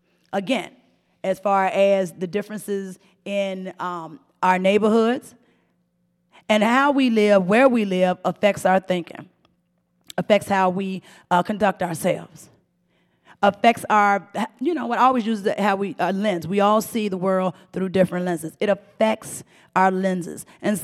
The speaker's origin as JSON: {"language": "English", "country": "United States", "tie": "born there", "said": "because I was born in Blackwell Project, 17th Street."}